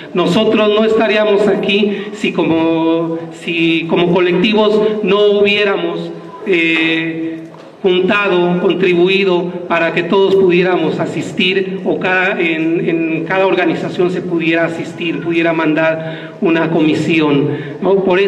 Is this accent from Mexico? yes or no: yes; Nezahualcóyotl, State of Mexico, Mexico; Nosotros venimos de Ciudad Nezahualcóyotl